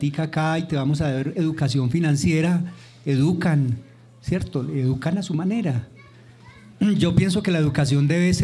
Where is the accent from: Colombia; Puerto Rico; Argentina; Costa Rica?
Colombia; Santa Fe de Antioquia, Antioquia; vengo desde Santa Fe de Antioquia.